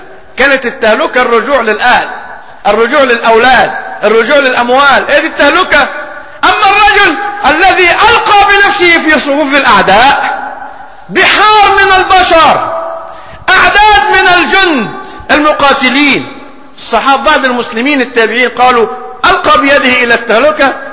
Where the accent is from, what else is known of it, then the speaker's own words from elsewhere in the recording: Egypt; ولكن طرأت ظروف في بلدنا مصر.